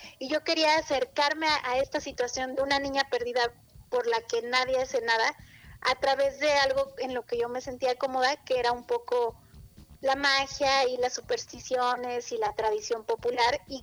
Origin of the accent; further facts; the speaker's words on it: Taxco, Guerrero, Mexico; una comunidad rural ahí cerca de Taxco, que es de donde yo soy originaria.